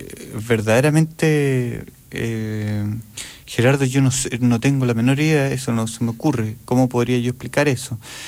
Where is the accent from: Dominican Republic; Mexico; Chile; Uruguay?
Chile; Si yo soy chileno, lo que toco suena chileno